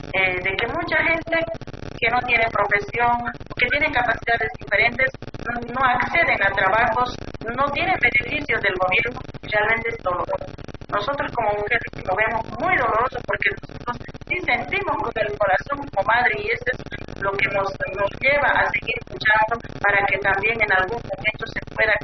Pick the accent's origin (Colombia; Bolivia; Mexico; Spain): Bolivia; Entonces, nosotros como bolivianos hemos reconocido también a nuestros hermanos que se puedan organizar realmente